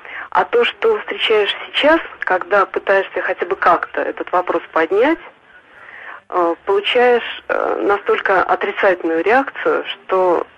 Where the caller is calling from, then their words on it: Nizhny Novgorod, Nizhny Novgorod Oblast, Russia; Я вам звоню из Нижнего Новгорода